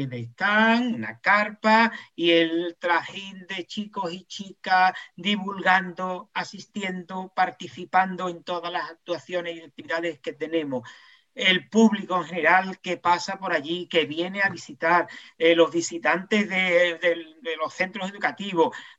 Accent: Jerez de la Frontera, Andalusia, Spain; los que somos de aquí de Jerez ya lo sabemos

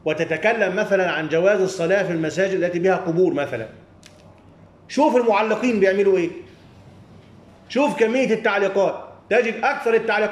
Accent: Upper Egypt, Egypt; يعني هيا نذهب ونحن من الصعيد وما إلى ذلك والسفر طويل

